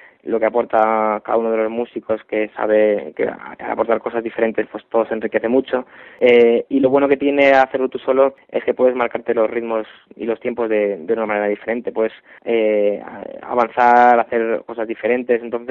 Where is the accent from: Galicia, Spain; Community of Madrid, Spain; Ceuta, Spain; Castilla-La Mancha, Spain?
Community of Madrid, Spain; Madrid; yo tengo otro grupo aparte de … que somos de Madrid